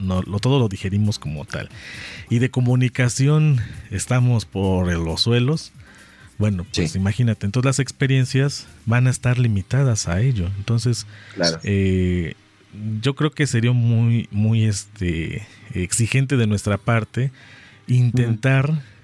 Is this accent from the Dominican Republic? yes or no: no; Mexico; para los que somos mexicanos y tú vas viendo cómo se van tomando temas